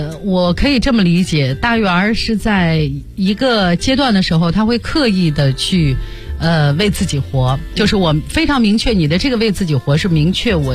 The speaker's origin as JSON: {"language": "Chinese", "country": "China", "said": "就是说我们中国人"}